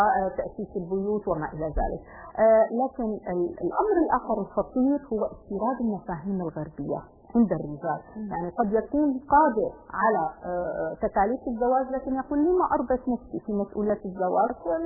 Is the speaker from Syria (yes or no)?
yes; Syria